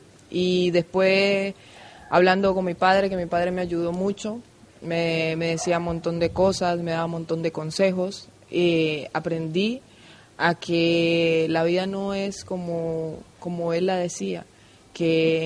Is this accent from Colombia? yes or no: yes; Colombia; now in Spain; Me he encontrado un montón de gente de donde yo soy, del pueblo, del mismo pueblo, donde nos hemos criado juntos.